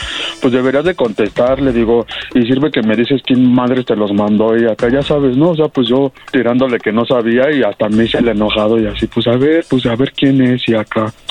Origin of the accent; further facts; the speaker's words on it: Mexico City, Mexico; yo soy de la Ciudad de México.